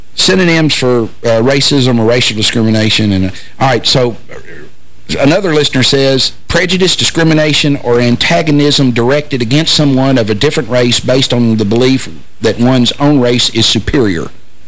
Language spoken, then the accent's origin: English; Hopkinsville, Kentucky, United States; I grew up in Hopkinsville, Kentucky.